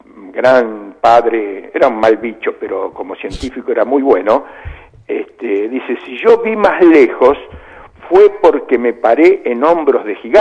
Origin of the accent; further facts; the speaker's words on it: Chivilcoy, Buenos Aires Province, Argentina; Yo también soy medio de allá, porque yo soy de Chivilcoy, de la línea del oeste.